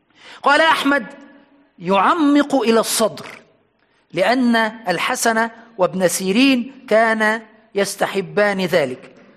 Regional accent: Aswan, Aswan Governorate, Egypt; حتى عندنا في أسوان في أقصى الصعيد كانت المقابر

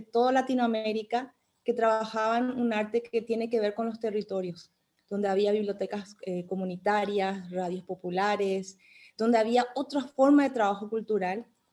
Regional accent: Paraguay; paraguaya, latinoamericana, soñadora

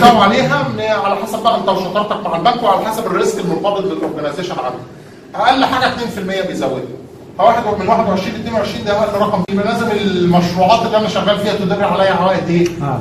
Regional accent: Egypt; احنا ده دلوقتي عندنا في مصر

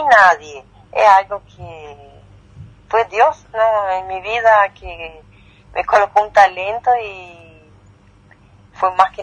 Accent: Entre Ríos, Argentina; Soy de Entre Ríos, sí, de Nuevo Ya.

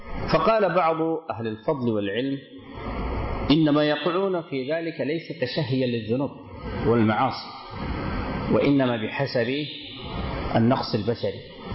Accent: Sudan; كما يعبر واحد من الدكاترة عندنا في السودان

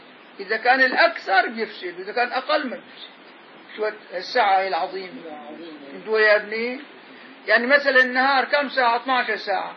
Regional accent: Damascus Governorate, Syria; ولا أنا شامي هي غاز أنا شامي

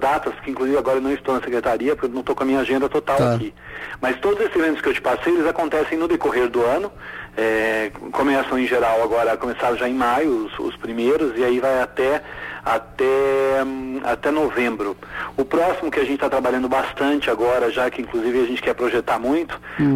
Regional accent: Vinhedo, São Paulo, Brazil; Eu sou de Vinhedo.

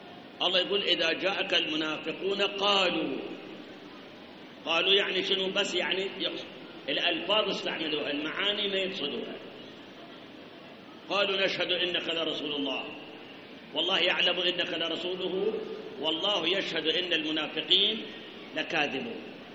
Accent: Iraq; مسألة أخرى الآن عندنا بالعراق

